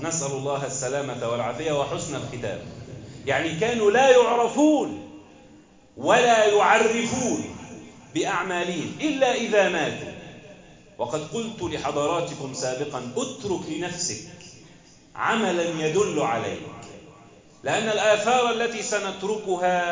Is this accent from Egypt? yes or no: yes; Egypt; واحفظ بلدنا مصر واجعلها آمنة مطمئنة وسائر بلاد